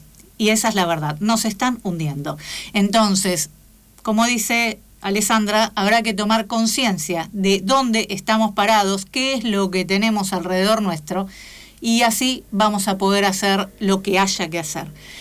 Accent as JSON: {"language": "Spanish", "country": "Argentina", "said": "a mí me da mucha vergüenza como argentina."}